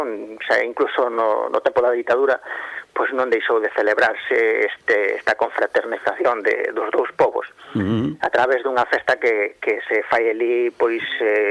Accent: Lobios, Galicia, Spain; empezamos con esta andaina por Ludeiros, donde eu nacín, non, o lado de nunha aldea de Lobios, li pegadiña a Lindoso, na mesma raia, non?

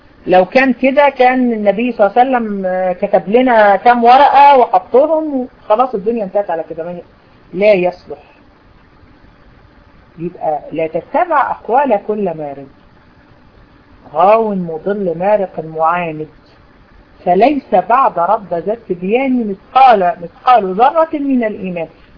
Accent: Egypt; عندنا في مصر

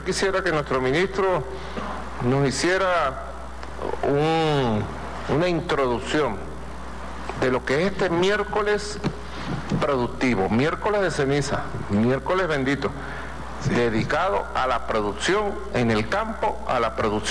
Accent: Caracas, Capital District, Venezuela; Yo soy caraqueño y recuerdo los carnavales de hace muchos años.

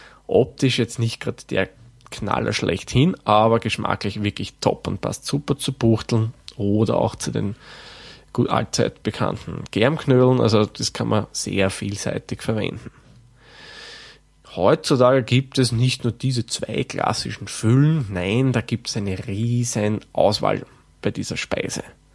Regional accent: Lower Austria, Austria; Den Begriff Wuchteln kenne ich persönlich auch von meiner Heimat, also meiner eigentlichen Heimat im Waldviertel.

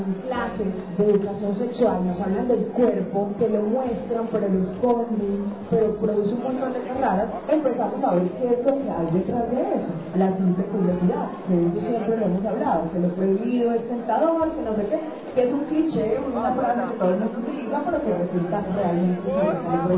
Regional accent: Cúcuta, Norte de Santander, Colombia; yo soy cucuteña, nací en plena frontera colombo-venezolana y desde muy pequeña empecé como periodista

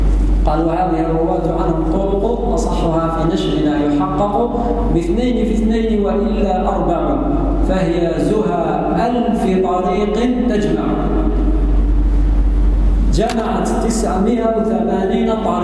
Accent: Algeria; أخذنا على سبيل المثال بلدنا الجزائر

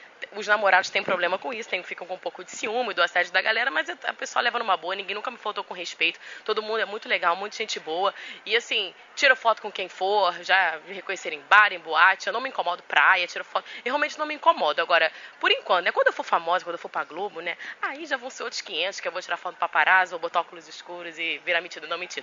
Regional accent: Maceió, Alagoas, Brazil; now in Rio de Janeiro, Brazil; Eu sou de Maceió, não sei se já te falei isso. Já, algumas pessoas que veem meus vídeos já viram que eu sou de Alagoas, mas moro no Rio há muitos anos.

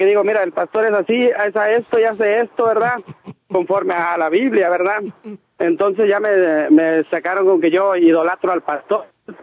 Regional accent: Mexico; Mira, vengo yo de México y estando en México, ¿verdad?

